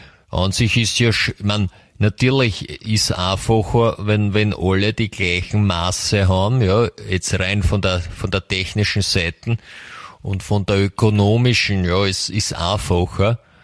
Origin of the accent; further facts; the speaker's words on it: Austria; Ich meine, bei uns in Österreich, wir sind ein kleines Land